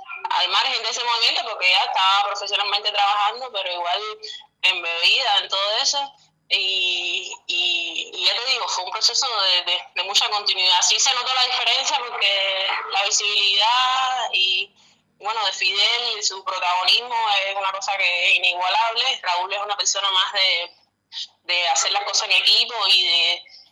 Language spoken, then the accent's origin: Spanish; Cuba; also born or lived in Norway; En realidad yo nací en Noruega, pero no soy noruega porque no, por nacer en Noruega no eres noruega. A mí me inscribieron al consulado cubano y vinimos para acá antes de cumplir el año. Y bueno, he vivido aquí toda mi vida, yo no soy de otro lado.